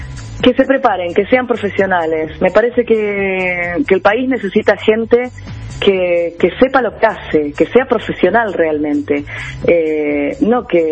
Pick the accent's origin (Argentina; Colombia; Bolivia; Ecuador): Argentina; Buenos Aires; No soy cordobesa, soy porteña. Más porteña que...